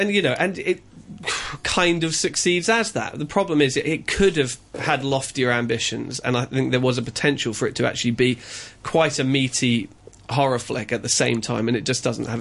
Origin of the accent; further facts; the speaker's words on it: United Kingdom; now in Hong Kong; I'm a British emigrant, but here I'm an immigrant.